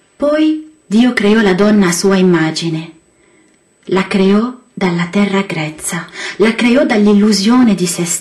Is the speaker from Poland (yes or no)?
no; Lebanon; Italian is a second language; ho pensato che in Libano, il mio paese, i politici sono fatti per spingere la gente alla disperazione